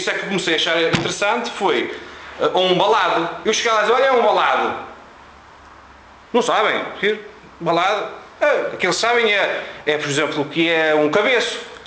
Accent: Braga, Norte, Portugal; eu sou de Braga, trabalho em Tomar.

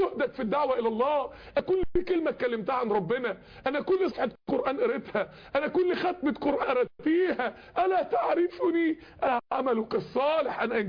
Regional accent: Mansoura, Dakahlia, Egypt; من الداعيات الكبار عندنا في المنصورة

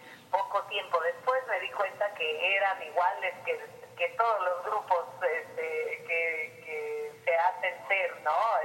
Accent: Oaxaca, Mexico; born there; also born or lived in United States; me tocó nacer en Oaxaca, mi tierra, pero siempre íbamos y veníamos.

